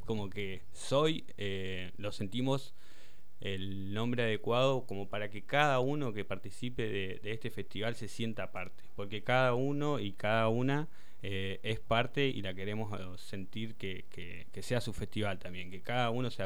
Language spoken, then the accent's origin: Spanish; El Hoyo, Chubut, Argentina; Yo nacido y criado acá en El Hoyo.